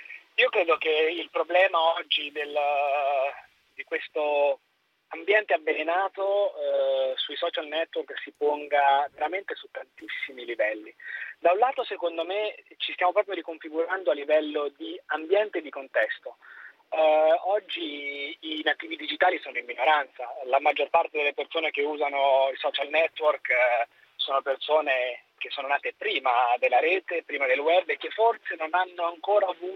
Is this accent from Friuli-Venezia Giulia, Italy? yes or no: no; Perugia, Umbria, Italy; Sono nato a Perugia e vivo a Perugia